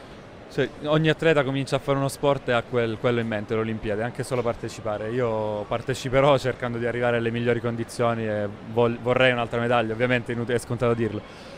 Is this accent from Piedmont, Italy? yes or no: no; Sicily, Italy; io sono un mangione, sono siciliano